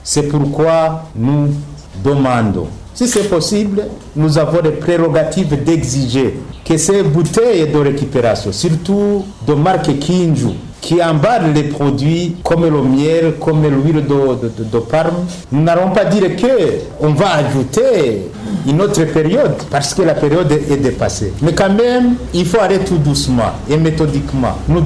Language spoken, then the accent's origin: French; Burundi; Pourquoi ici chez nous au Burundi, on va les réutiliser encore?